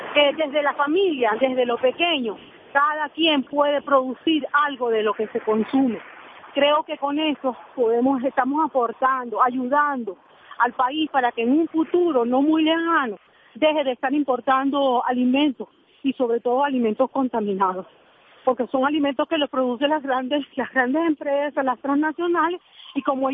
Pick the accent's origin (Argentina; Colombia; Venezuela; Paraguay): Venezuela; aportar lo que nos corresponde como deber, como venezolanos a nuestro país